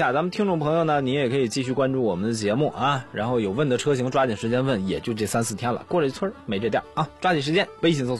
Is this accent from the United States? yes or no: no; Northeast China, China; 我们东北那儿经常，我车有一回就说什么打不着火了